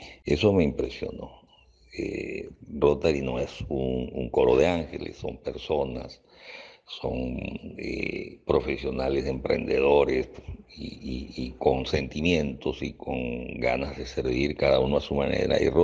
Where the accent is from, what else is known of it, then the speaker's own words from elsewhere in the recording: Peru; now in Venezuela; soy ingeniero mecánico peruano, tengo 42 años en Venezuela, me vine muy joven con la intención de pasar un mes en Venezuela